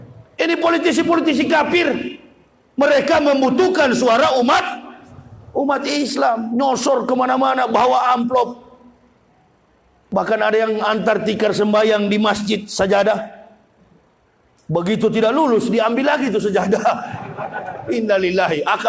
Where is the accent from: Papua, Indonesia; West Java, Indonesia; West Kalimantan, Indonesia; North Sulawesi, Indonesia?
North Sulawesi, Indonesia; Manado; Saya orang Manado, orang Sulawesi